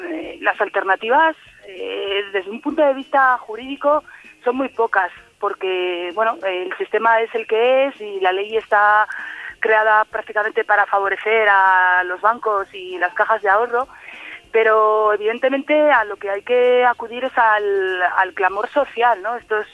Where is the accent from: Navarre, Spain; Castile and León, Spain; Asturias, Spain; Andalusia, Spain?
Asturias, Spain; Oviedo; Sí. Soy de Oviedo.